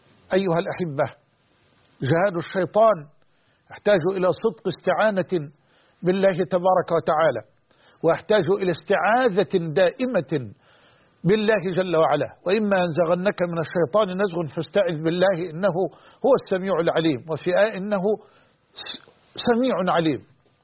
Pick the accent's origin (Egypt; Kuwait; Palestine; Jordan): Egypt; وأن يحفظ بلدنا مصر